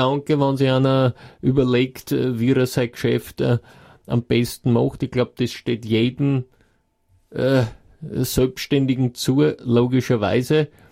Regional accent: Graz, Styria, Austria; Ich meine, ich komme ja aus der Gegend, von dort, für mich war es kein Problem

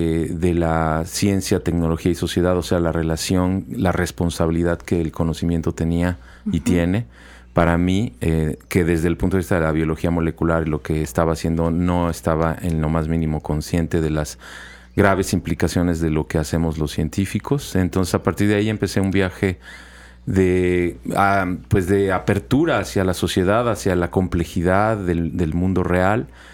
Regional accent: Mexico City, Mexico; born there; yo nací en la Ciudad de México. En la Ciudad de México soy de Tabasco. Mi familia materna es de Tabasco y mi familia paterna es de Colombia, de Bogotá y de Barranquilla.

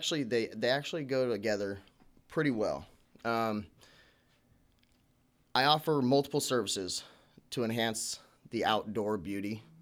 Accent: Las Vegas, Nevada, United States; I'm originally from Las Vegas.

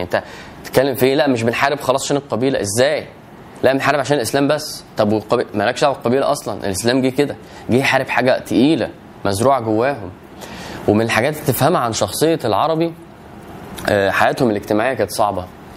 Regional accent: Egypt; مش زي ما احنا دلوقتي البلد ومصر وانا مصري

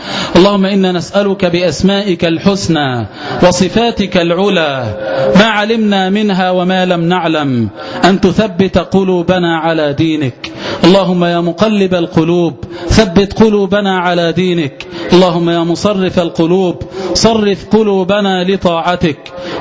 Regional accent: Egypt; فيا ليتنا عباد الله بدلا من أن نهتف كمصريين

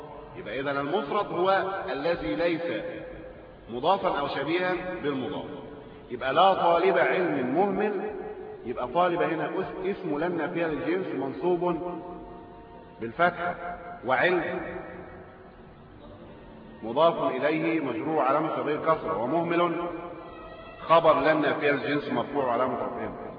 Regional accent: Egypt

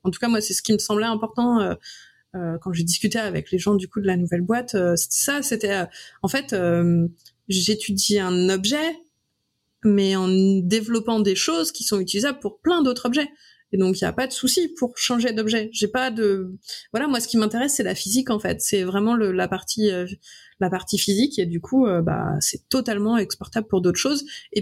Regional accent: Brittany, France; now in Lyon, France; Moi, je suis bretonne. C'est blanc. Ça doit être du granit.

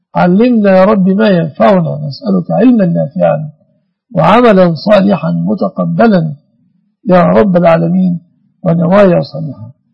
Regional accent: Egypt; اللهم احفظ بلادنا مصر آمنة مطمئنة وسائر بلاد المسلمين.

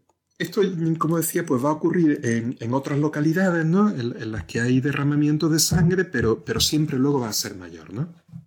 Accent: Torrox, Andalusia, Spain; en mi pueblo, en Torrox, pues mataron a 3 personas durante este periodo

